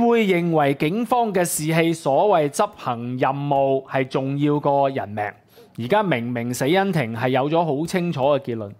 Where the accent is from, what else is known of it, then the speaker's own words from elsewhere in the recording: Hong Kong; 你諗下，我哋香港人啲錢唔係錢嚟嘅